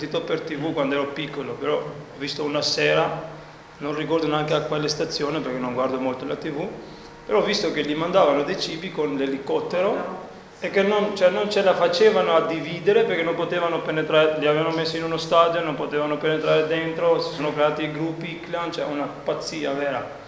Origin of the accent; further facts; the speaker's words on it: Albania; mi appartiene un po' perché sono anche io albanese